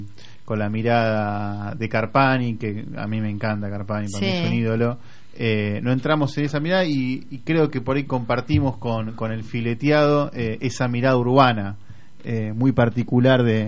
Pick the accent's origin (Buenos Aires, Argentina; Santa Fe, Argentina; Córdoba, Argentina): Buenos Aires, Argentina; No nos da miedo decirlo, somos porteños